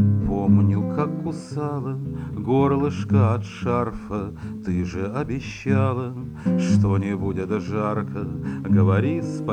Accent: Moscow, Russia; Вырос я в Москве, как многие из моего поколения, да, пожалуй, и все в коммуналке рос. Коммуналка была в Марьиной роще.

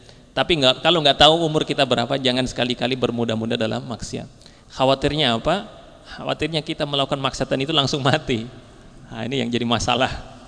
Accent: Java, Indonesia; karena kita kan orang Jawa kan ya lebih kepada perasaan ewuh pekewuh itu ya

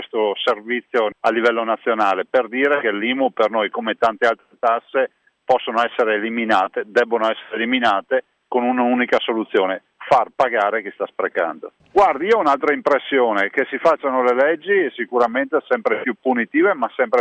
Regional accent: Veneto, Italy; noi come veneti comunque lasciamo a Roma 16 miliardi di tasse dei veneti che restano direttamente a Roma tutti gli anni.

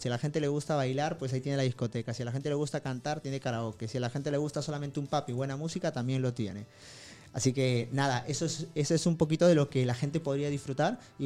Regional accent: Peru; yo vengo de Perú, y ¿cuánta gente de Perú viaja?

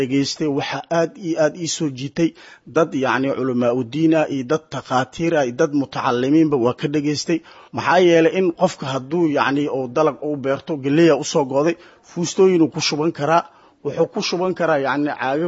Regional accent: Qoryooley, Lower Shabelle, Somalia; born there; anigu waxaan ku dhashay Qoryooley degmada Qoryooley

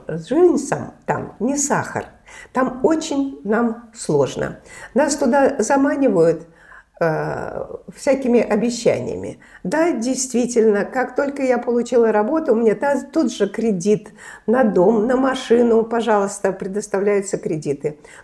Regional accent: Saint Petersburg, Russia; now in Moscow, Russia; Мы все, конечно, петербуржцы

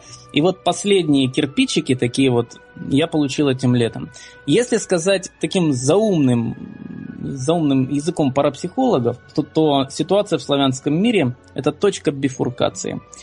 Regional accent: Simferopol, Crimea, Ukraine; Я из Симферополя, из Крыма, недавно присоединившегося к нашему общему дому.

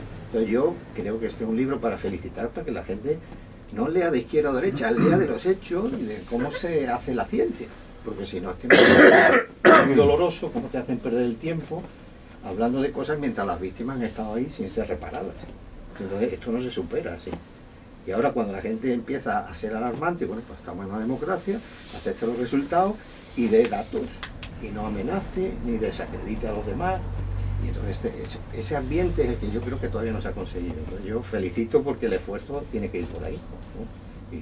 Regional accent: Espera, Andalusia, Spain; yo soy de Espera, en Cádiz, y yo tenía un abuelo de izquierda, muy de izquierda, y un abuelo médico del pueblo.

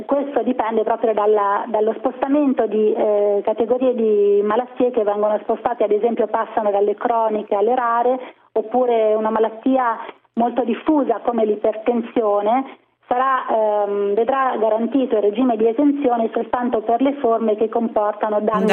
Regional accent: Umbria, Italy; Io sono bravissima, sono umbra e cucino un ottimo ragù.

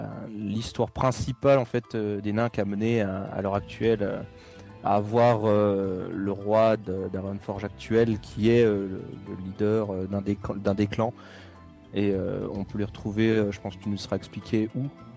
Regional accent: Switzerland; Est-ce que je suis je saucisse, donc je suis suisse, oui.

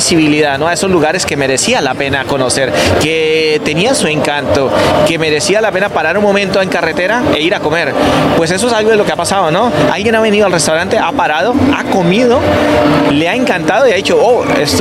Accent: Colombia; Soy un colombiano apasionado de mi país

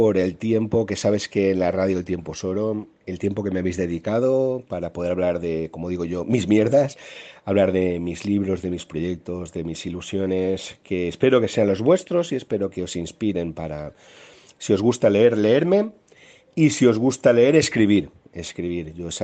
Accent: Valencia, Valencian Community, Spain; la Semana Santa de mi pueblo marinero, del Grao, del Cabañal, del Cañamelar

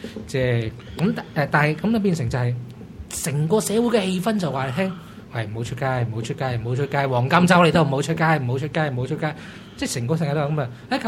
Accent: Hong Kong; 我係香港人，佢唔俾我入境噶嘛，應該我嚟自香港，佢會唔俾我入境？

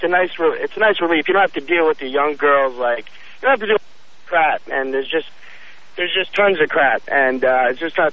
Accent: Philadelphia, Pennsylvania, United States; I'm from Philadelphia, and coming out here, it was kind of like culture shock with the women.

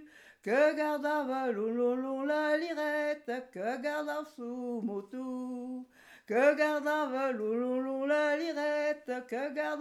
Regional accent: Puymot, Nouvelle-Aquitaine, France; first language Occitan; Moi, je suis née au Puymot. J'avais mon grand-père, ma maman, mon papa, qui me parlaient patois. Je l'ai appris toute petite. C'était ma première langue. Je suis bilingue.

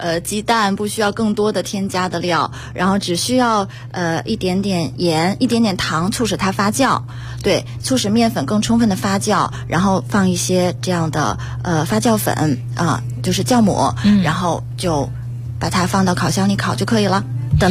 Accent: China; 那么比如说我们中国人的做法可能还会比俄罗斯人更多。

